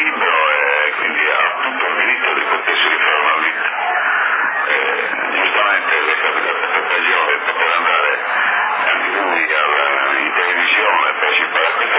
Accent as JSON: {"language": "Italian", "region": "Sardinia", "country": "Italy", "said": "Io credo che, non perché sono sardo e difendo i sardi"}